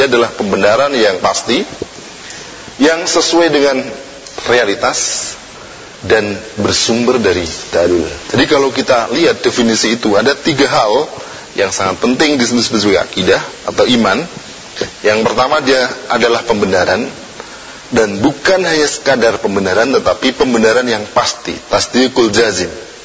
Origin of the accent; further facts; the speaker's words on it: Tuban, East Java, Indonesia; Bapak saya ini aslinya dari Surabaya, dari Jawa Timur, Tuban saya ini, ya.